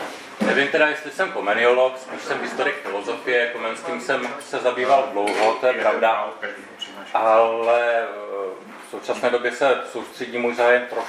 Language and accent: Czech; Ostrava, Moravian-Silesian Region, Czechia; platí, že jsem z Ostravy, to je pravda